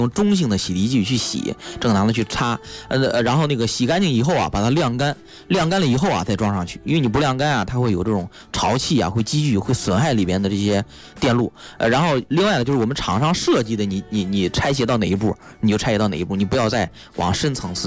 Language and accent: Chinese; China